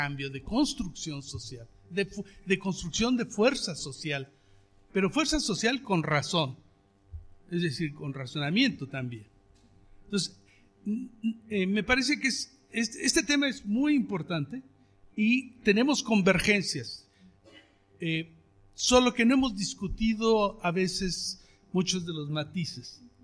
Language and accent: Spanish; Cherán, Michoacán, Mexico; Yo vengo del pueblo de Cherán, exactamente.